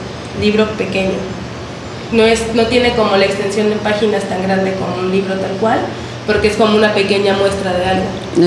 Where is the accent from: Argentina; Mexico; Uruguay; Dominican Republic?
Mexico; Temixco, Morelos; Bueno, soy de Temisco, para empezar. Tengo 23 años